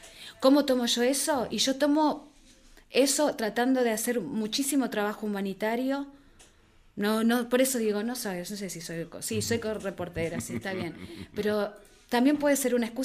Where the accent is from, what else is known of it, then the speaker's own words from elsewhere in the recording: Argentina; por lo menos como yo, como argentina, para mí tenía esa identificación.